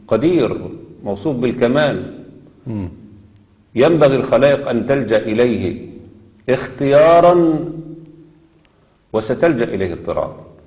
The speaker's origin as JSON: {"language": "Arabic", "country": "Egypt", "said": "اللي دخلوا عندنا في مصر"}